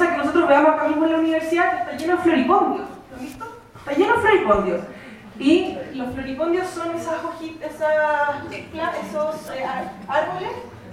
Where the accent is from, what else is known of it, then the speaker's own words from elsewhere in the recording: Mexico; Es realmente el momento en que tenemos que replantearnos como mexicanos el tema de la legalización.